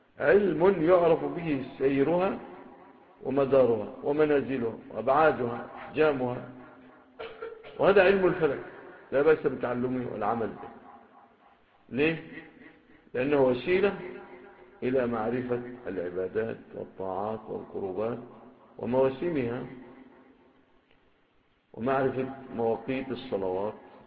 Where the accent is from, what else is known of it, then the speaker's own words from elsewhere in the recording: Egypt; ربما ما تكونش في بلادنا مصر